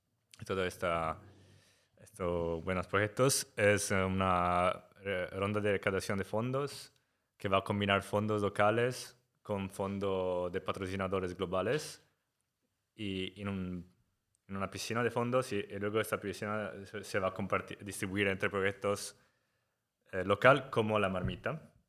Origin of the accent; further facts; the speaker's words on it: Italy; Spanish is a second language; moved away as an adult; now in Barcelona, Spain; Gracias, Mariló, por invitarme a este podcast. Y soy italiano, entonces perdona mi español, está un poco así, y catalán aún...